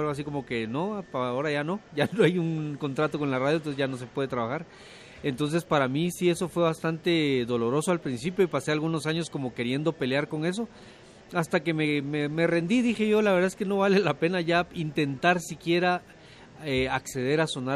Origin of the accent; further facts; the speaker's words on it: Guatemala; yo en algún momento llegué a tener un rencor muy fuerte y muy grande hacia los medios de comunicación en mi país